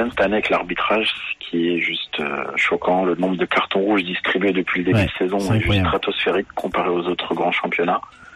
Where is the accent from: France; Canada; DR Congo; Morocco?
France; Paris, Île-de-France; parce que je suis parisien, bien évidemment